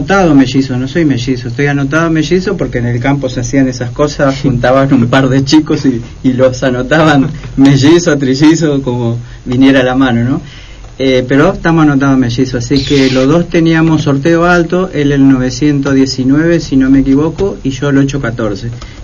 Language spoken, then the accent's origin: Spanish; General José de San Martín, Chaco, Argentina; General José de San Martín, Chaco.